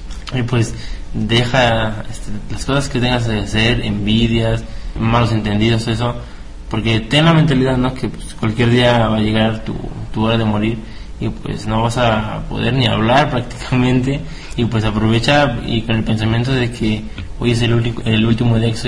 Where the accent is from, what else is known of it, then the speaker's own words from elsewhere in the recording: Mexico; now in Puebla, Mexico; pues en mi pueblo son dulces, y donde sé esos dulces... Y llego a Puebla y es dinero.